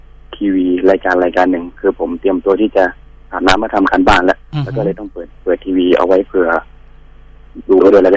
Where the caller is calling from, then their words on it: Chanthaburi, Thailand; ตอนนี้ผมอยู่ที่จันทบุรีครับ